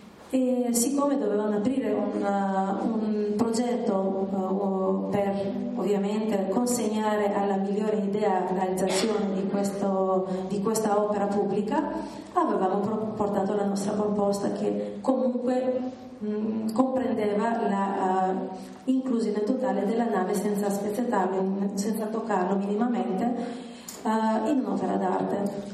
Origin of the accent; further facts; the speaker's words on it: Vlorë, Vlorë County, Albania; now in Italy; non conoscendomi e vivendo in Italia, io sono anche di Valona